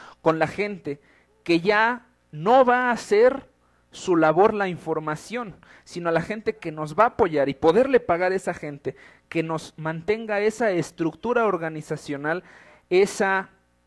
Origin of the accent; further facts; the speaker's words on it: Mexico; Yo creo que soy un mexicano